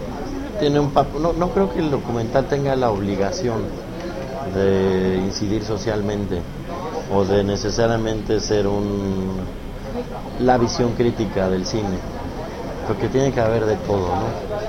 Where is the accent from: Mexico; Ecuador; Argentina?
Mexico; o a lo que somos como mexicanos